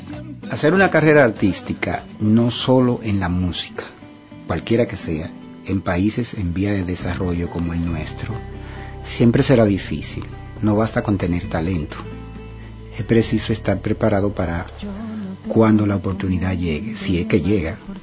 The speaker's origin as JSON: {"language": "Spanish", "country": "Dominican Republic", "said": "Como dominicano sé cantar merengue, bachata, guaracha, son, etc. Es decir, soy un cantante del trópico. Y los cantantes de por aquí, de la República Dominicana, generalmente abordamos muchos ritmos."}